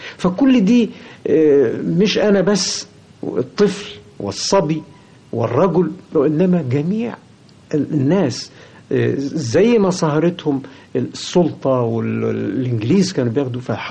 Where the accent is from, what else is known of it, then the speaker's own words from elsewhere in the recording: Egypt; أنا مصري، الله، مش معقول أن أنا يعني ما أحبش بلدي